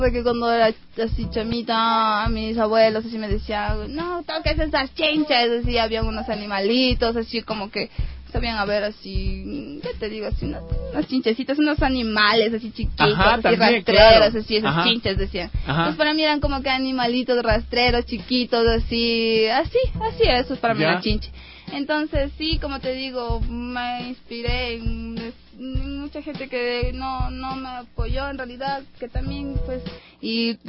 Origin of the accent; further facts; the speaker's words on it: Ibarra, Imbabura, Ecuador; como crecí en Ibarra rodeado de montañas y de, o sea, de la naturaleza